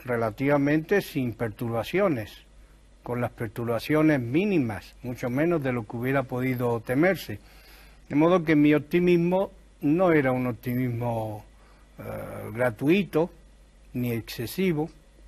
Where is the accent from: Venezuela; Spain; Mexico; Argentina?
Spain; Granada, Andalusia; born or raised there